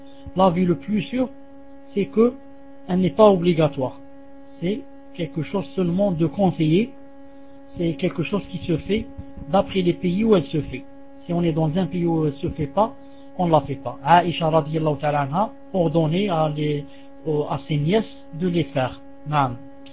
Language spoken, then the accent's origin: French; Algeria; French is a second language; je lui dis, moi en Algérie, si on circoncit une femme, c'est très grave.